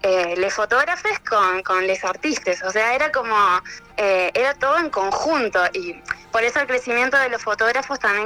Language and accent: Spanish; Argentina; soy argentina, feliz de que m